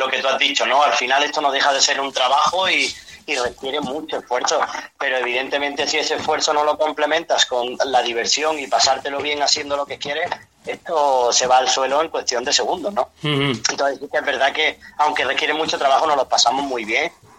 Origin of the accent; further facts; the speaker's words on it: Málaga, Andalusia, Spain; pero soy de Málaga. Sí, nada más en el momento en que hablamos ya lo notas